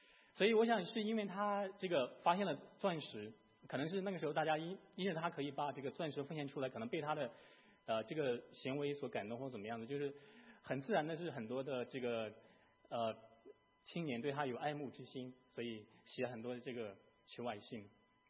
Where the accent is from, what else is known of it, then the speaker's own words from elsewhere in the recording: Shandong, China; born there; 我出生在山东的一个县城，我所在的县城它的土地大概也不怎么肥沃，好像它也不是怎么特别的靠海，就是它大概的情况是这个资源上面来讲大概是一般，但是它有一个独特的地方，它这个出产钻石